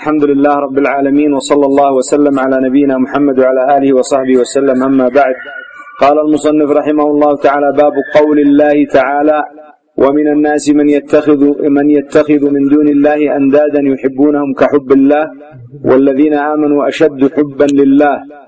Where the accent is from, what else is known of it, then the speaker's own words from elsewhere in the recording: Yemen; وتسمى عندنا في اليمن إيش؟ الطاحون، مطحن